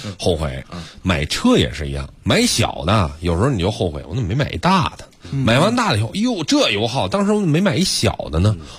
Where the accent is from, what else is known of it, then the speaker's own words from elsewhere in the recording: Beijing, China; 证明咱都是北京的。